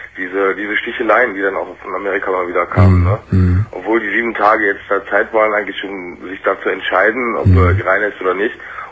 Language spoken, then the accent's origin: German; Germany; born or raised there; also born or lived in Turkey